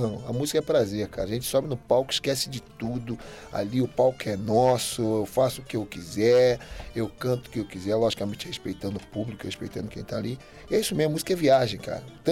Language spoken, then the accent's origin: Portuguese; Rio de Janeiro, Brazil; E eu também cresci num bairro que é muito musical no Brasil, que é no Estácio de Sá. Eu nasci na Tijuca e cresci no Estácio.